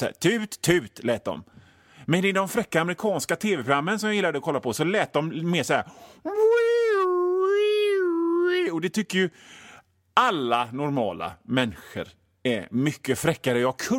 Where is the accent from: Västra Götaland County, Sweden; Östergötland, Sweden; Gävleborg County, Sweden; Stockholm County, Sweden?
Västra Götaland County, Sweden; Gothenburg; accent: Gothenburg; Jag härmar en dialekt, göteborgska. Och eftersom jag pratar göteborgska så är det väl inte riktigt att jag härmar en dialekt.